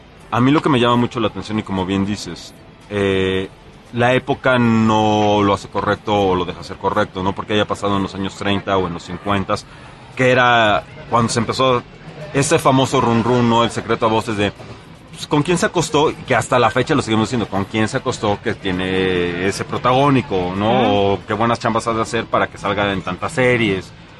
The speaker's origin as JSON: {"language": "Spanish", "country": "United States", "tie": "born or raised there", "lives_now": "Mexico", "said": "cuando éramos niños en Estados Unidos había un dulce"}